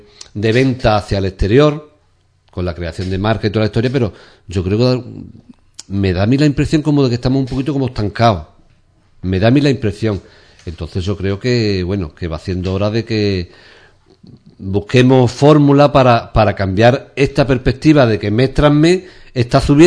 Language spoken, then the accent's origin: Spanish; Ubrique, Andalusia, Spain; Hombre, porque somos de Ubrique, nos conocemos todos